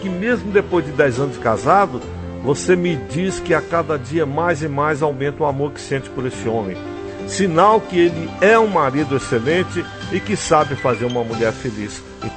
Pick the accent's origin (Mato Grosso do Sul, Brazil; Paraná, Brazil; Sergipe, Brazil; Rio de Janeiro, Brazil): Paraná, Brazil; São José dos Pinhais; now in Alta Floresta, Brazil; Eu sou paranaense, de São José de Pinhais, e meu marido também. Nós éramos namoradinhos nos tempos de adolescência, mas ele teve que se mudar de lá para cá para vir morar em Alta Floresta.